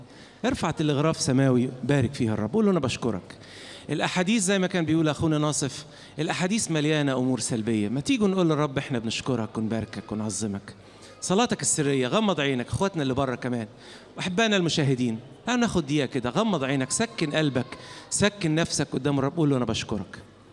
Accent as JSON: {"language": "Arabic", "town": "Maragha", "region": "Sohag Governorate", "country": "Egypt", "accent": "Saidi", "said": "جلبت ليه صعيدي، هي غصب عني كده بتتحول يعني. لما كنت بركب القطر وانا راجع من القاهرة اللي انا بدرس فيها او اسماعيلية، ادخل على المراغة كده الاقي لساني جلب"}